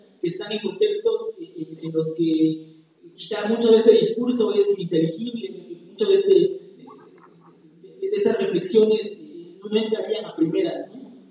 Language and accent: Spanish; Huajuapan, Oaxaca, Mexico; vengo de la ciudad de Huacuapan.